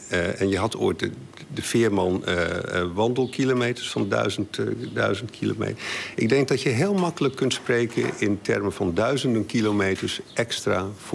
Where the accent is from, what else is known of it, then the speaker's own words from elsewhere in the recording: Groningen, Netherlands; now in The Hague, Netherlands; Nou, weet je, ik kom oorspronkelijk uit Groningen. Ik woon al heel lang in Den Haag.